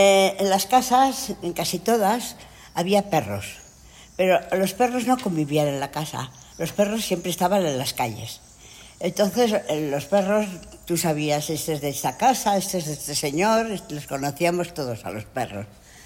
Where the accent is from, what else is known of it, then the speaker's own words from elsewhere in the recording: Navarre, Spain; presentarle a los franceses que me solían venir, porque claro, mi pueblo está bastante cerca de la frontera. Y venían con frecuencia familias y personas que venían de paso, que iban a Pamplona